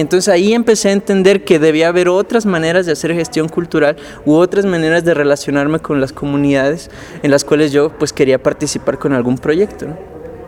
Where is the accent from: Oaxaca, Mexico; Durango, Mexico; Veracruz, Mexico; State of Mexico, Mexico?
State of Mexico, Mexico; Toluca; also born or lived in Irapuato; now in Guadalajara, Mexico; Soy de Irapuato, Guanajuato, crecí en el Estado de México, en Toluca, y ya tengo como 13, 14 años viviendo en Guadalajara. Yo llegué a Guadalajara a estudiar mercadotecnia